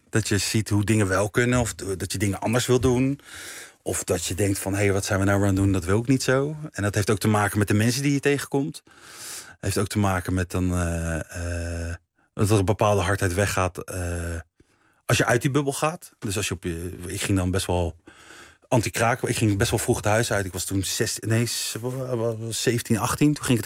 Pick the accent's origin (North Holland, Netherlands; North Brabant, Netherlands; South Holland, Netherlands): South Holland, Netherlands; The Hague; Ik ben opgegroeid in Laakkwartier in Den Haag. Een volkse wijk.